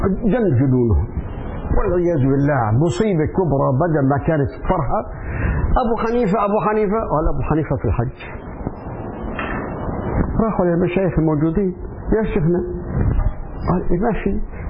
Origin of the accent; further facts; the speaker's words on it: Syria; هو لبناني وأنا سوري